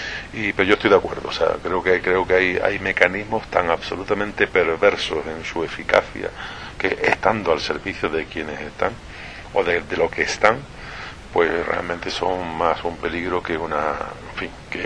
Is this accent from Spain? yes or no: yes; Ceuta, Spain; guardo muy buenos recuerdos de mi infancia en Ceuta. He sacado desde allí pues una cultura polivalente por aquello de las tres religiones, las tres civilizaciones que allí coincide, más el estamento militar